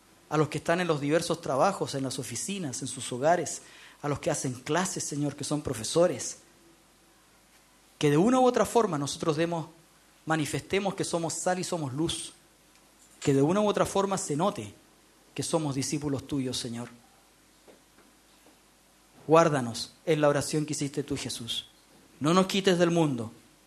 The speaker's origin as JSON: {"language": "Spanish", "country": "Chile", "said": "Formamos parte de esta sociedad, somos chilenos, formamos parte de nuestro país, no podemos estar enajenados."}